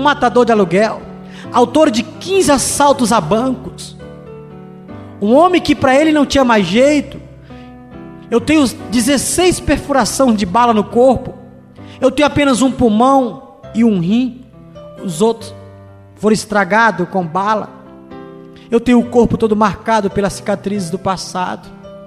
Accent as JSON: {"language": "Portuguese", "region": "Ceará", "country": "Brazil", "said": "Hoje nasci no dia 17 de agosto de 1966, sou cearense, graças a Deus, com muito orgulho, e sou filho de crente, filho de pastor."}